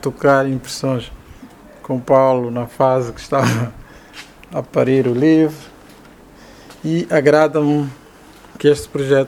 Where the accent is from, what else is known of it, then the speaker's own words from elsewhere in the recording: Golungo Alto, Cuanza Norte, Angola; eu venho da região do Kwanza Norte, do interior do Golungo Alto, e sou, digamos, da terceira geração da minha família.